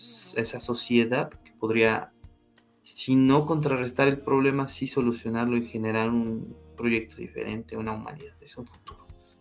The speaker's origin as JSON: {"language": "Spanish", "country": "Mexico", "said": "Y como mexicanos y como seres humanos, entendemos que esta perspectiva"}